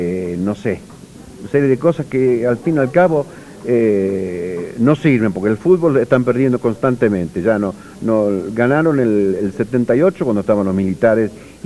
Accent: Argentina; no es que yo soy argentino, por eso lo digo

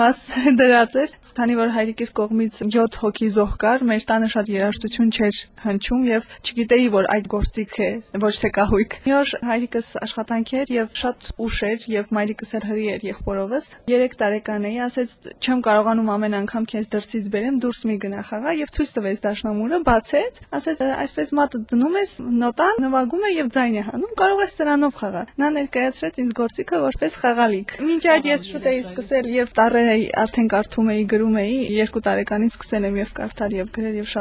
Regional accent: Vanadzor, Lori, Armenia; born there; Ես ծնվել եմ 89 թվականին հունվարին, երկրաշարժից 1 ամիս հետո Իվանաձորում եմ ծնվել։

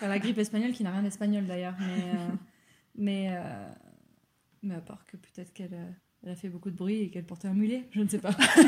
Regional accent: Pau, Nouvelle-Aquitaine, France; now in Toulouse, France; Je suis aussi originaire de Pau, j'habite à Toulouse avec Marion.

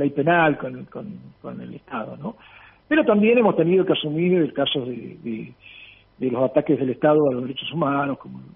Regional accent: Argentina; Porque uno habla de, como argentino, y está hablando de Paraguay

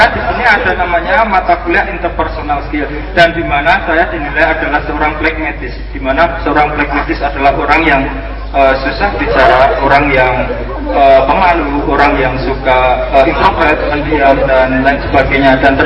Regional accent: Kulon Progo, Special Region of Yogyakarta, Indonesia; Saya dari Serambi Madinah.

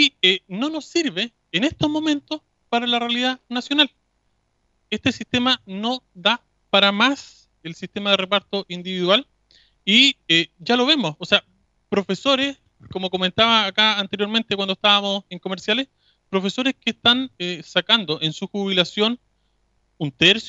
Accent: Chile; cuál es el sistema que como chilenos queremos para nuestro futuro.

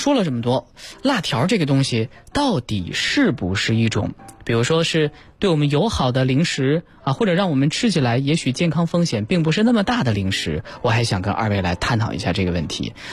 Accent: Northwest China, China; 你看我是西北人

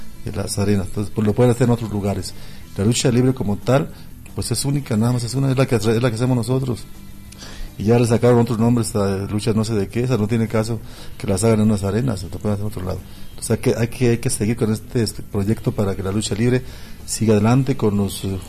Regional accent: Jalisco, Mexico; yo soy el macho de Jalisco

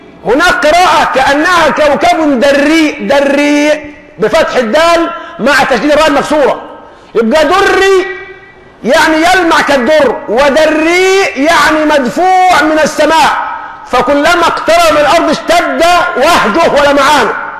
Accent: Egypt; يعني نحن كمصريين

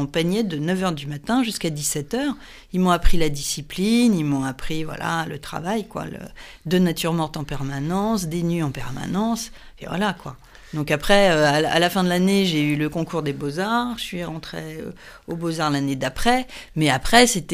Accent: Moret-sur-Loing, Île-de-France, France; born there; also born or lived in Le Havre; parce que je suis née à Moret-sur-Loing. Donc, ouais. En fait, c'était aussi une terre de peinture

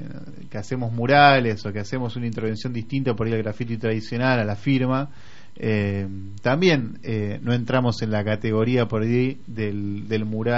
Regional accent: Buenos Aires, Argentina; No nos da miedo decirlo, somos porteños

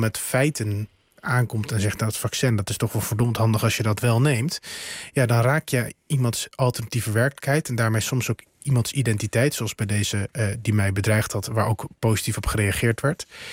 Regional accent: North Holland, Netherlands; Ja, weet je, ik kom uit het Gooi.

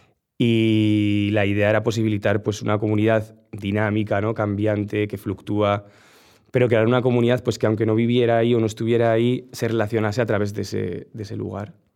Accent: Navarre, Spain; de repente como redescubrir también mi tierra, pues yo qué sé. Viajé mucho por Navarra

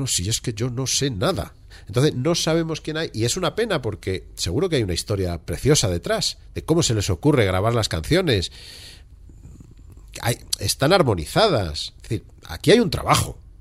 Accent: Valencian Community, Spain; somos valencianos y en pueblos como el mío de 500 habitantes tenemos una banda de música

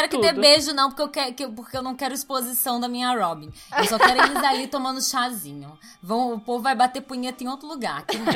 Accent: Rio de Janeiro, Brazil; born there; eu nasci no Rio de Janeiro

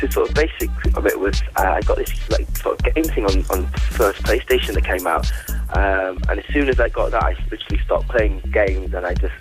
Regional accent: Wales, United Kingdom; Well, originally I'm from North Wales, a tiny little village.

